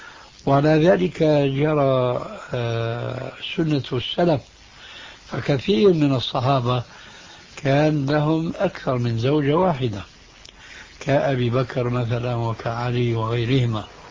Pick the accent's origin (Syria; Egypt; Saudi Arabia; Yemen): Syria; ولذلك لما انسحب الفرنسيون من بلادكم الجزائر أو من بلادنا سوريا